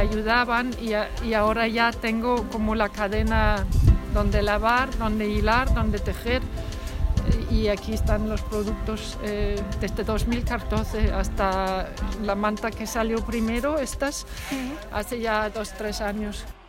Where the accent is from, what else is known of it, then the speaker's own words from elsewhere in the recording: Denmark; Spanish is a second language; moved away as an adult; now in Cuacos de Yuste, Spain; Vivo y trabajo en Cuacos de Yuste, en La Vera, a una hora de aquí de Baños de Montemayor, y soy danesa. Hice carrera de diseño en Dinamarca hace ya muchos años, y desde entonces vivo y trabajo en España